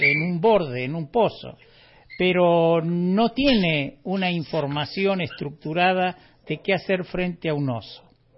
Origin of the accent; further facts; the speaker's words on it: Córdoba, Argentina; lo cierto es que yo no soy un habitante de Córdoba, yo soy un hombre del interior de la provincia, vivo en este bosque hermoso del Valle de Parabachasca